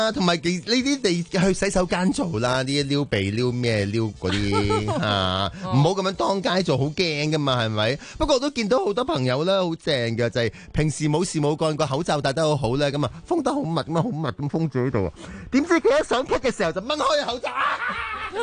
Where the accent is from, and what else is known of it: Hong Kong